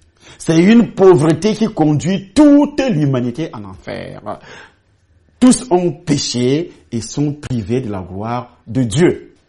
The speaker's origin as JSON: {"language": "French", "country": "Cameroon", "said": "Vous quittez le Cameroun, par exemple, puisque moi je suis Camerounais"}